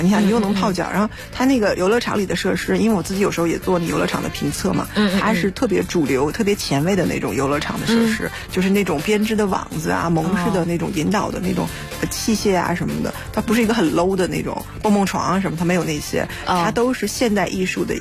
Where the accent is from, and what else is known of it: China